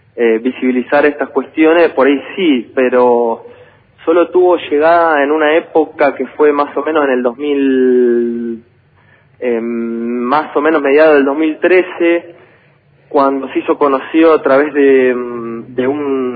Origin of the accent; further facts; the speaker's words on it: Choele Choel, Río Negro, Argentina; moved away; yo soy oriundo de Chuelechuel